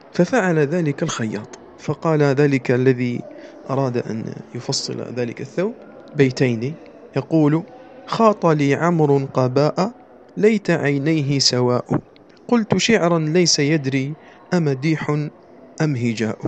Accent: Algeria; accent: Algerian; وما أكثر هذا في لهجتنا الجزائرية

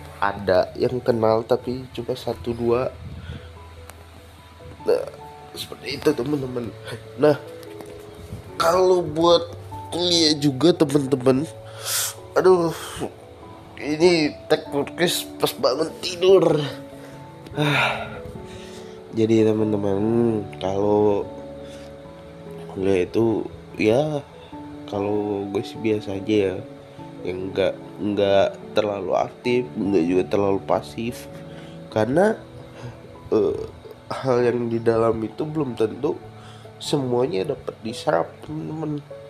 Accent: Palembang, South Sumatra, Indonesia; kalau teman-teman pendengar ini dari daerah yang sama kayak gue, dari daerah Palembang, pasti teman-teman ngelihat banyak lubang di jalanan.

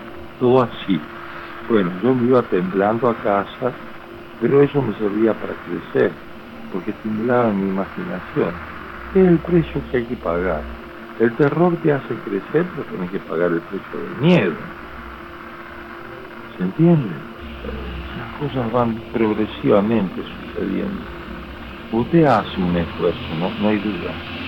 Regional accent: Camilo Aldao, Córdoba, Argentina; ahí en Camilo Aldao, mi pueblo, en la provincia de Córdoba.

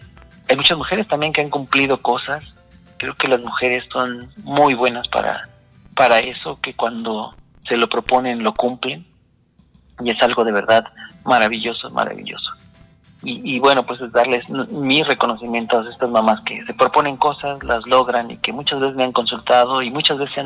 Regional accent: Mexico; creo que los latinos somos, y los mexicanos desde luego, somos muy dados a echarnos la mano

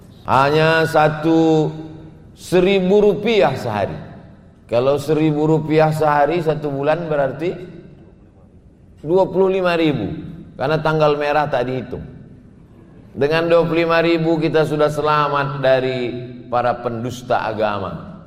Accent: Pekanbaru, Riau, Indonesia; Saya dari Pekanbaru ikut bersama sahabat-sahabat Paskas menyerahkan foto, video, kami share.

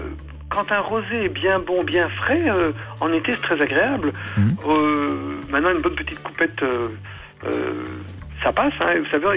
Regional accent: Belgium; je confirme que je suis belge, mais ça ne se voit pas

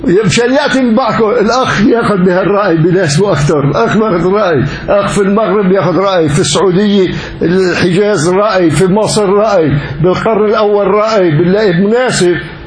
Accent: Syria; وعندنا بسوريا

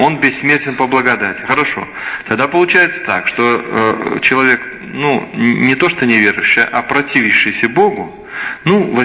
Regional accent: Belarus; Но я вам скажу, что я точно белорус.

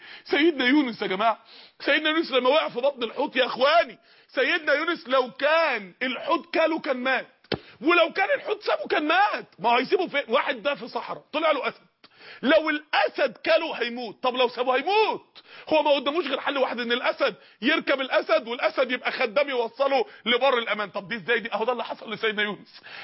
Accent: Mansoura, Dakahlia, Egypt; احدى النساء الفاضلات عندنا في المنصورة

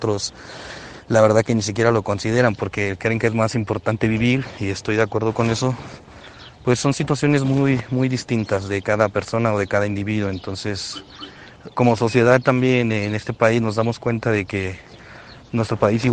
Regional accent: Mexico; como mexicano, y ver la situación social de la gente

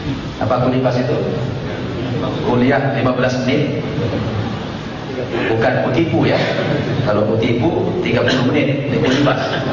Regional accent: Toba, North Sumatra, Indonesia; Saya kampung aslinya dari Toba.

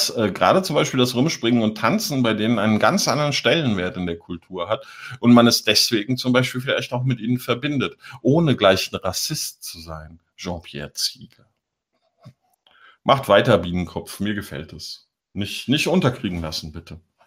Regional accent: Biedenkopf, Hesse, Germany; Und ich komme aus Biedenkopf in Hessen.

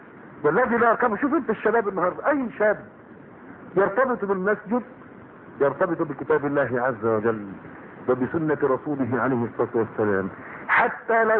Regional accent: Egypt; فتيات الان عندنا في مصر

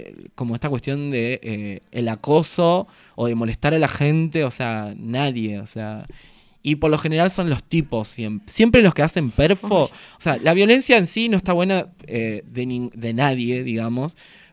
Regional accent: Ibarreta, Formosa, Argentina; Yo soy de un pueblo de Formosa que se llama Ibarreta.

